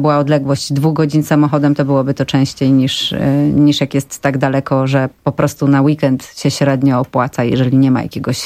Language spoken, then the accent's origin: Polish; Elbląg, Warmian-Masurian Voivodeship, Poland; born there; Rodzina mojej mamy mieszka w Elblągu i ja się urodziłam w Elblągu i pierwsze 2 lata życia spędziłam w Elblągu.